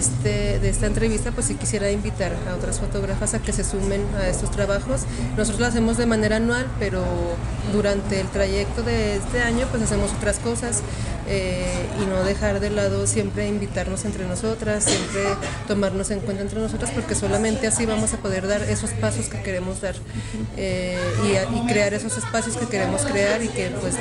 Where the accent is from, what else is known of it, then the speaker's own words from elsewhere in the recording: Zacatecas, Mexico; soy fotógrafa de Zacatecas, México.